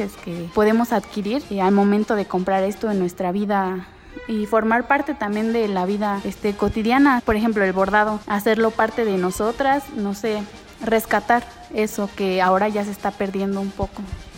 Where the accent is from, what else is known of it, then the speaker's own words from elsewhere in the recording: Mexico; es lo que nos hace sentir parte de, como la identidad que tenemos como mexicanos